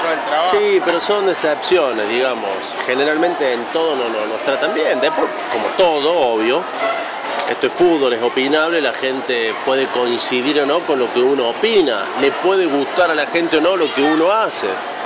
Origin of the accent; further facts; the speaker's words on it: Tanti, Córdoba, Argentina; Y después he hecho noticieros en mi pueblo, en Tanti